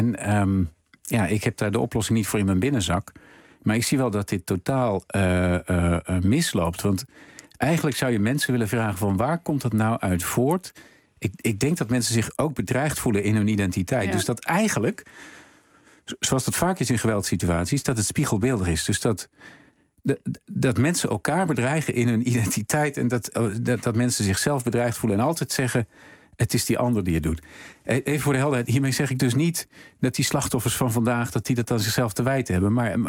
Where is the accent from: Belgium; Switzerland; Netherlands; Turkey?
Netherlands; Spakenburg, Utrecht; Overigens, ik kom oorspronkelijk uit Spakenburg.